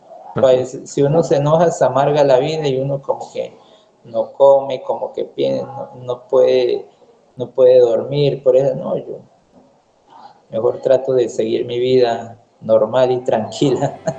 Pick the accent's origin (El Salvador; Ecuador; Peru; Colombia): Colombia; Putumayo; No, le dije, yo soy de Putumayo, soy colombiano.